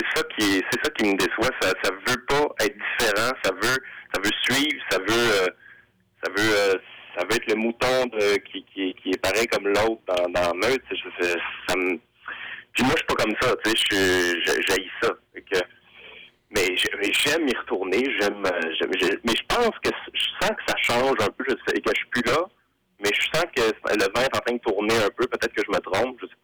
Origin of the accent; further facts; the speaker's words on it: Quebec City, Quebec, Canada; Ben moi, je viens de Québec. Je suis un gars de Québec. Que je connais très bien Québec.